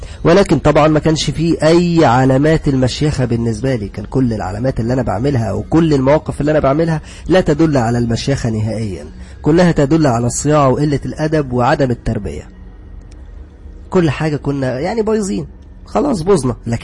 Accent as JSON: {"language": "Arabic", "town": "Alexandria", "region": "Alexandria Governorate", "country": "Egypt", "said": "أنا نسيت أقول لكم أنا أصلا من اسكندرية وعايش في اسكندرية ولا زلت عايش في اسكندرية"}